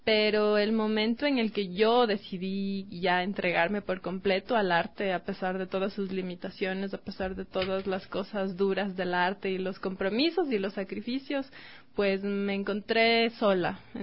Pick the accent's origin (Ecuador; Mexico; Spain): Ecuador; Quito, Pichincha; Sí, yo soy de aquí, de Quito.